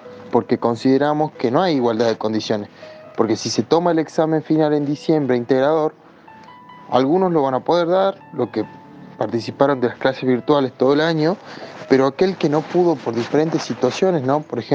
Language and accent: Spanish; El Carmen, Jujuy, Argentina; soy de Jujuy, de una localidad del interior que se llama El Carmen.